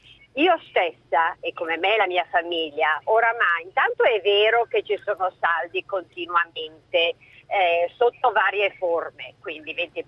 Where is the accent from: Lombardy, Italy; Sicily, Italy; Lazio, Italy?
Lombardy, Italy; Milan; sono di Milano.